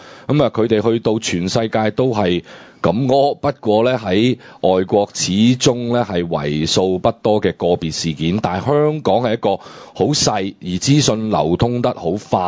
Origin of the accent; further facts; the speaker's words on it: China; 咁如果我哋中國人成日咁在意我人哋點樣睇我哋嘅時候